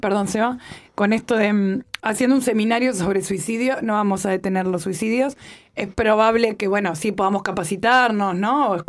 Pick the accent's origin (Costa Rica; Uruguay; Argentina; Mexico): Uruguay; Montevideo; siendo uruguaya, digamos, o montevideana.